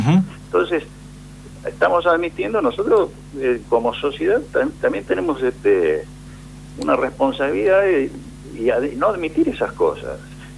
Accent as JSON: {"language": "Spanish", "country": "Argentina", "said": "nosotros como argentinos y consumidores"}